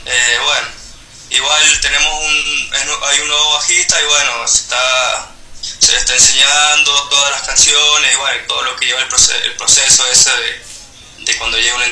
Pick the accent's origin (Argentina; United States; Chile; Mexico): Argentina; Rawson, San Juan; Somos de San Juan del sur. Del sur de San Juan, del departamento de Rawson.